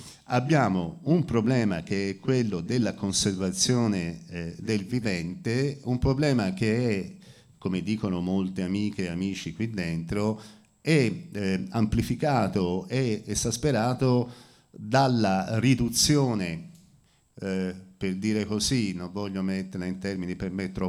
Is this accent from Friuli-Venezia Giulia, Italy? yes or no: yes; Friuli-Venezia Giulia, Italy; io in realtà sono friulano